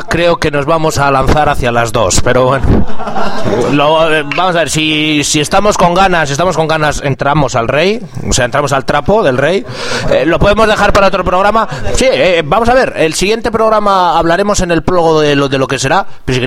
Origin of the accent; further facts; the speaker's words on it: Burgos, Castile and León, Spain; Es que soy de Burgos, tío, de Gamonal.